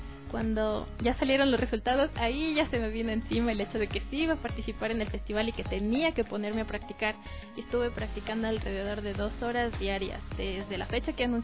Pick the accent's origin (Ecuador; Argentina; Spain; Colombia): Ecuador; Tulcán, Carchi; Es que yo no soy de aquí, yo soy de Tulcán.